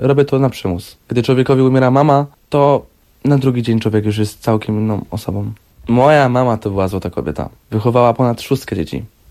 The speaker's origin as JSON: {"language": "Polish", "town": "Poznań", "region": "Greater Poland Voivodeship", "country": "Poland", "said": "Tak, ku lepszemu, no bo ja pochodzę z Poznania, także inna część Polski."}